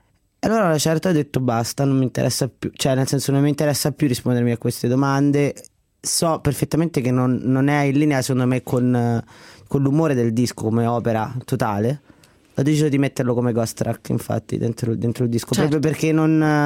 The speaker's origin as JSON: {"language": "Italian", "town": "Latina", "region": "Lazio", "country": "Italy", "said": "Io sono di Latina innanzitutto, la scuola di Latina"}